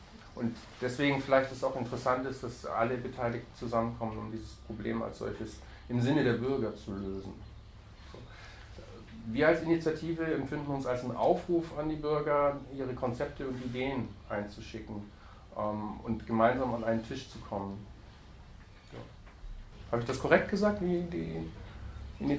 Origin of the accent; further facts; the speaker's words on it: Berlin, Germany; wenn wir als Berliner, wenn wir genügend Mitmenschen versammeln